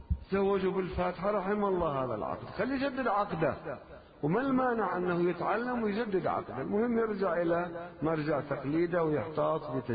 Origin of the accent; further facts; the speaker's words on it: Lebanon; عندنا بلبنان